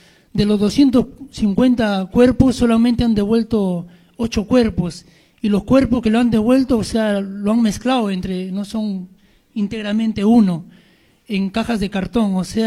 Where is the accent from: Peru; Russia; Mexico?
Peru; now in Argentina; Nosotros somos exprisioneros políticos del Perú, derivado de la guerra interna que hubo en mi país. Somos a la vez refugiados políticos acá en la Argentina.